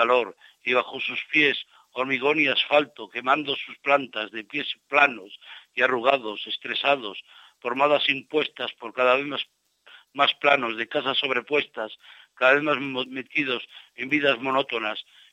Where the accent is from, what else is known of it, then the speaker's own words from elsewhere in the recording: Toro, Castile and León, Spain; desde Madrid hasta Toro, en mi tierra, en Zamora. Yo por aquellos tiempos vivía en la calle